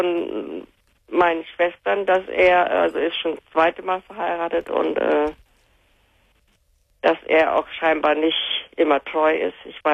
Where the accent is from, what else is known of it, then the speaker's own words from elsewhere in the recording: Northern Germany, Germany; born there; Ja, ich bin gebürtig aus dem Norden.